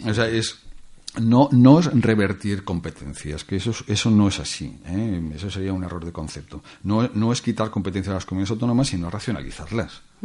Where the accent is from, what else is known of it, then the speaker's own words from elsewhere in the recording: Zaragoza, Aragon, Spain; also born or lived in Valencian Community / Costa Rica; yo vivía en Comunidad Valenciana y después en el extranjero, en Costa Rica. Sí. Cuando yo llegué aquí a Zaragoza, que es mi ciudad natal